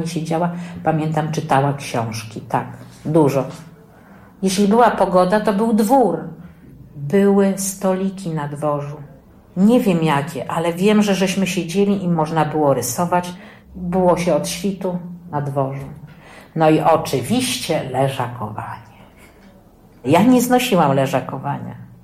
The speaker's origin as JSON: {"language": "Polish", "town": "Sulejówek", "region": "Masovian Voivodeship", "country": "Poland", "tie": "born or raised there", "said": "ja jestem z Sulejówka, urodziłam się w Sulejówku, nie w Warszawie."}